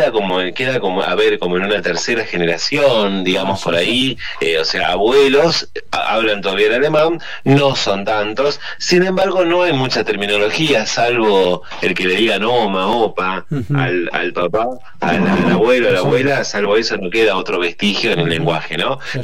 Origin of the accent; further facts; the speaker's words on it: Tucumán, Argentina; yo soy originario de Tucumán, ¿no?, en el NOA